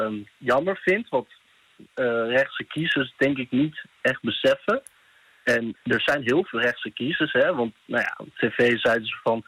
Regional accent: Groningen, Netherlands; want ik kom ook oorspronkelijk uit Groningen.

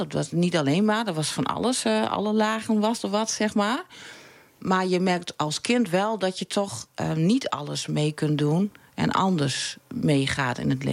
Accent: Veendam, Groningen, Netherlands; born there; Nou, in Veendam.

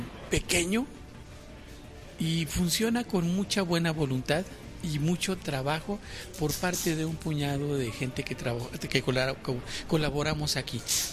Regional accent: Durango, Mexico; Bueno, yo soy de Durango primero, soy de la Sierra de Durango, y soy director de cine.

